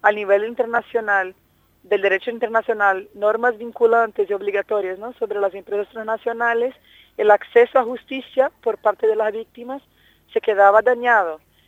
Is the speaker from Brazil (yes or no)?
yes; Brazil; La pena es que países como Brasil, de donde yo vengo, y Argentina no apoyaron la resolución, se abstuvieron en la votación.